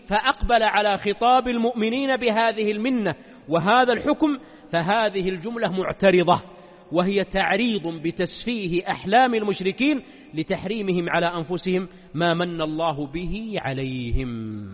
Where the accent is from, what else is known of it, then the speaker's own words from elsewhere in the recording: Mecca, Makkah Province, Saudi Arabia; طبعا الجزيرة العربية ما عندنا في مكة الزيتون